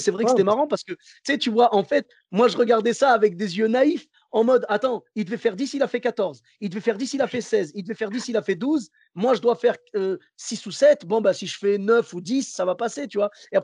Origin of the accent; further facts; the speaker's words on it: Bordeaux, Nouvelle-Aquitaine, France; Ben moi, comme je venais de Bordeaux